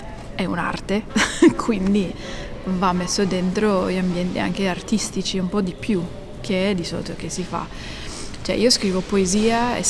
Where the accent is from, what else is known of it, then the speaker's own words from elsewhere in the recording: United States; Sì, sono statunitense proprio in realtà.